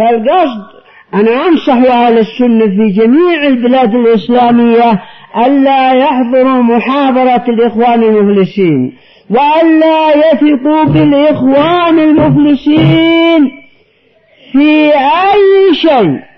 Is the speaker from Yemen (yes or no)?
yes; Yemen; أعظم ضربة للحزبيين عندنا في اليمن.